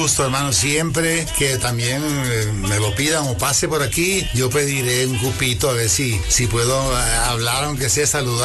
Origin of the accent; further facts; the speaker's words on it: Colombia; igual que yo como colombiano aprecio mucho el talento mexicano